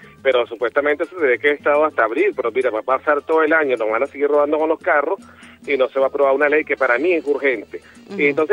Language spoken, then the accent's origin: Spanish; Venezuela; yo por lo menos te lo digo como venezolano chavista.